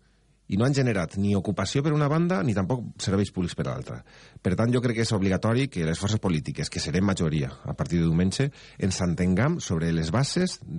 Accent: Algemesí, Valencian Community, Spain; Vaig ser faller al meu poble, al Gemessí, a la Falla Cabanilles

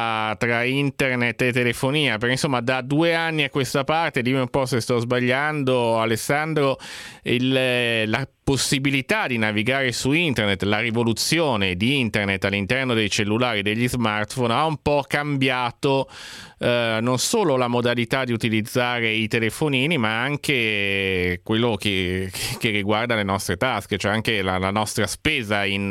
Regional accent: Genoa, Liguria, Italy; non dico drammatico perché sono genovese

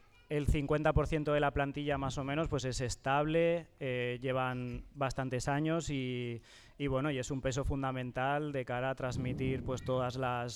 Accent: Teruel, Aragon, Spain; now in Fustiñana, Spain; Entonces yo vine aquí hace 3 cursos, este es mi tercer curso, y de Fustiñana conocía cuando llegué muy poquito, porque acabé recién llegado de Aragón

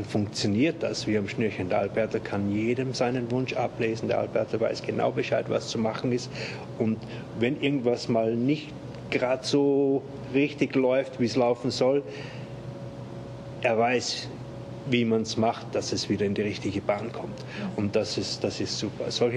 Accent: Austria; now in Germany; In Österreich, wo ich herkomme, ich war gerade letzten Sommer bei meiner Familie zu Hause

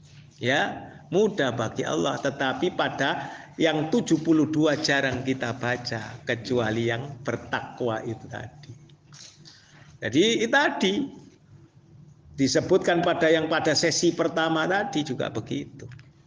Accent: Java, Indonesia; mohon maaf ya, saya karena saya orang Jawa, sering berkata

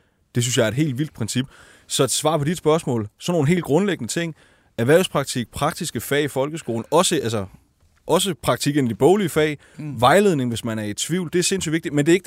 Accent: Region of Southern Denmark, Denmark; jeg er fra Fyn, så nævner jeg sjovt nok et fynsk eksempel.

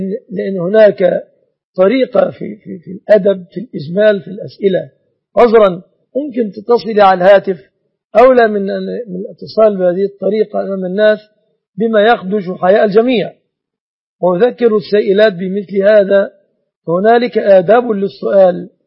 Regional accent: Egypt; أن يسلم بلادنا مصر من كل الفتن

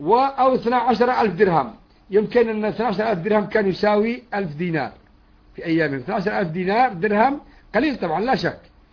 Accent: Yemen; إذا كان عندنا في اليمن مثلا

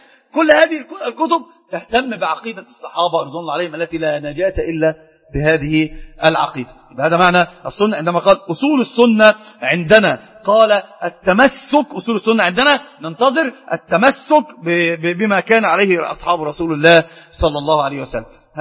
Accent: Sohag Governorate, Egypt; انا من سوهاج اخويا. من الزوك الغربية. المنيا ايه؟ والله ما شفتها يا شيخ والله. لكن انا اعرف ان انا من سوهاج

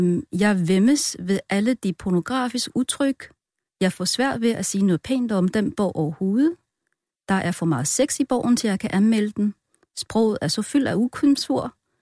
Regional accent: China; Danish is a second language; moved away as an adult; now in Denmark; Ja, jeg ved det jo ikke, jeg er jo kineser.

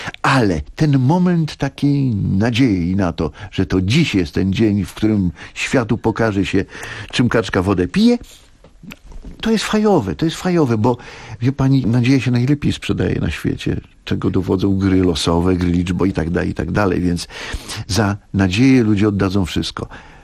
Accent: Masovian Voivodeship, Poland; ja jestem chłopakiem ze Starówki. Ja to jak sobie teraz to odtwarzam po latach, to przecież na tym Starym Mieście, ja mieszkałem na klatce, u mnie na dole mieszkał Bronisław Linkę. Grafik.

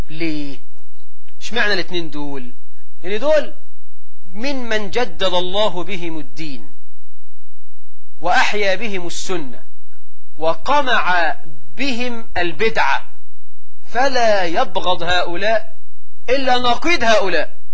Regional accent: Egypt; واجعل بلدنا مصر آمنة مطمئنة رخاء سخاء

